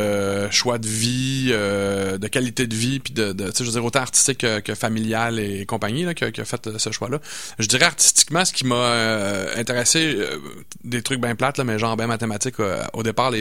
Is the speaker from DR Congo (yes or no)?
no; Montreal, Quebec, Canada; now in Quebec City, Canada; Je trouve ça super drôle parce que moi, je suis originaire de Montréal.